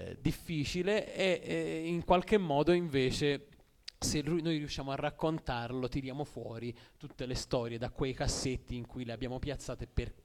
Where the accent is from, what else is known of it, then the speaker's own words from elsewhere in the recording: Orbetello, Tuscany, Italy; io sono di Orbetello